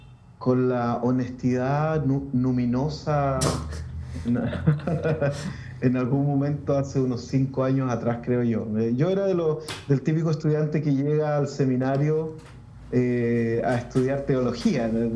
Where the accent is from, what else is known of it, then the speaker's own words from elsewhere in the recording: Valdivia, Los Ríos, Chile; also born or lived in Santiago; Soy de Chile. Soy originalmente de Valdivia. Sigo viviendo en Valdivia, aunque estuve unos años en Santiago por razones de estudio y por razones de trabajo y otras razones, pero soy de acá.